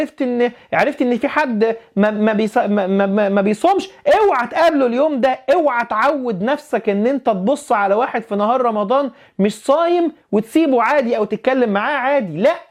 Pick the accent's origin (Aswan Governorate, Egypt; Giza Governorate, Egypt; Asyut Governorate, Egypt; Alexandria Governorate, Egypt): Alexandria Governorate, Egypt; Alexandria; وانا راجل اسكندراني وبننزل البحر، والبحر الابيض عالي